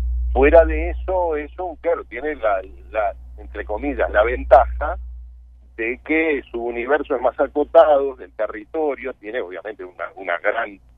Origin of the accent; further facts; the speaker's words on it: Montevideo, Uruguay; mirá que yo soy montevideano y he viajado por el interior